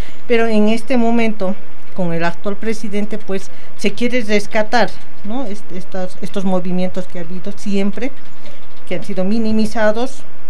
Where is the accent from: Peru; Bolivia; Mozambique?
Bolivia; pues soy boliviana, estamos en Bolivia